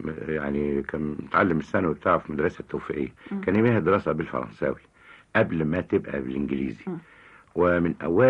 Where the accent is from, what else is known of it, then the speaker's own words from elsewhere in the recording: Cairo, Cairo Governorate, Egypt; also born or lived in Sohag; كان والدي موظف هناك، كان باش مهندس حديد واجه إبلي ومركزه في سوهاج. فبعد ما طلعت 21 يوم اتنقل للقاهرة. فطبعا العيلة كلها، ما فيش عيلة يعني، والدتي وهو وانا واخويا التوأم، لان احنا كنا توأمين، جينا مع بعض، فجابونا وجم على القاهرة ورحنا على شبرا